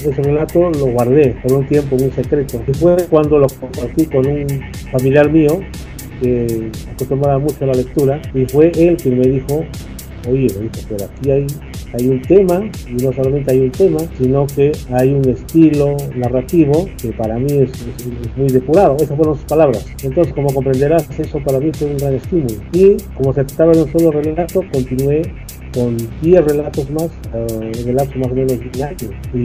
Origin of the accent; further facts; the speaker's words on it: Cajamarca, Peru; yo nací y radico en Cajamarca. Soy de las personas que es muy difícil de moverse.